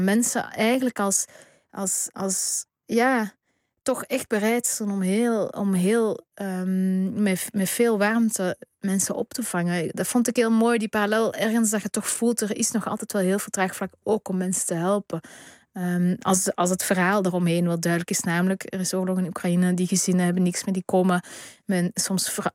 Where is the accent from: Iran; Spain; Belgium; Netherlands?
Belgium; Flanders; En natuurlijk was bij ons in Vlaanderen het Vlaams blok toen.